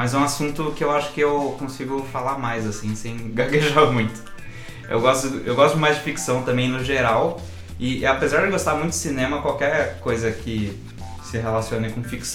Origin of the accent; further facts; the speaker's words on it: Jundiaí, São Paulo, Brazil; Nós dois somos de Jundiaí, né?